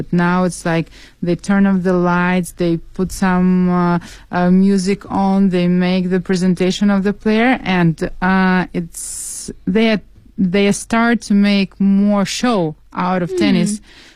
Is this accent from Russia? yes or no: yes; Saint Petersburg, Russia; English is a second language; because I'm from St. Petersburg myself